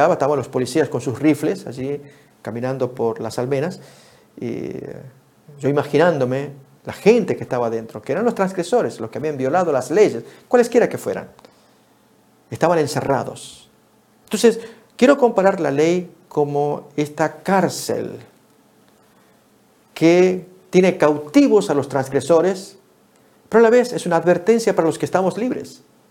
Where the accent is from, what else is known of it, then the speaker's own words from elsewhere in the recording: Tucumán, Argentina; cuando fui niño, un tiempo viví frente o contra las paredes de la cárcel allá de mi pueblo, en Argentina.